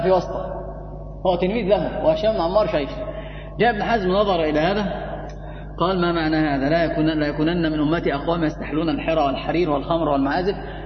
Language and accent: Arabic; Egypt; يعني حتى عندنا في مصر لما أحد يخطأ